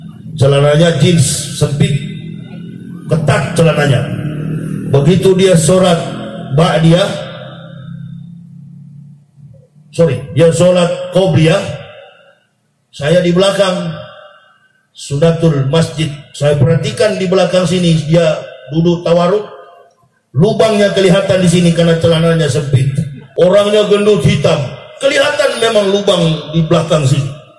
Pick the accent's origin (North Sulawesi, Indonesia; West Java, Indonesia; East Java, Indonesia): North Sulawesi, Indonesia; Manado; sampai ke kampung saya di Sulawesi, Manado.